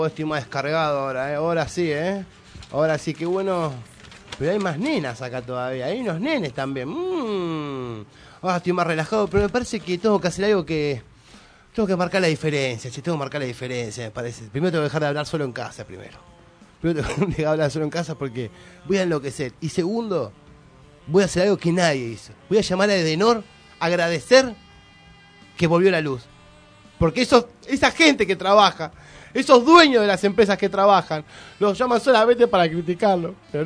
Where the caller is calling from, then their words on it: Paso del Rey, Buenos Aires Province, Argentina; yo soy de Paso de Rey